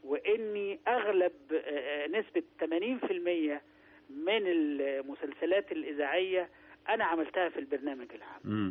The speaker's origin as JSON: {"language": "Arabic", "region": "Sharqia Governorate", "country": "Egypt", "said": "لا انا حضرتك انا في الاصل قروي."}